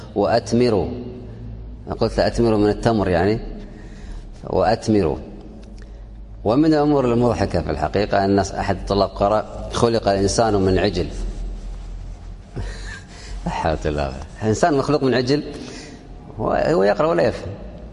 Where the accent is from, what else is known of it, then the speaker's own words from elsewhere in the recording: Kuwait; وعندنا في الكويت قراءات ولله الحمد